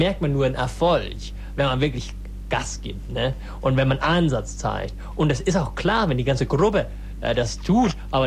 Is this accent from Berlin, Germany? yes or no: yes; Berlin, Germany; Ich bin aus der Gegend von Berlin. Also und ich bin eine Berlinerin, ne?